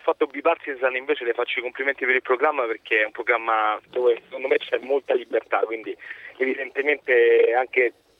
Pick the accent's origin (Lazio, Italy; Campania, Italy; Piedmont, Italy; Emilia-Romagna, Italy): Lazio, Italy; Rome; io insomma vengo dal centro di Roma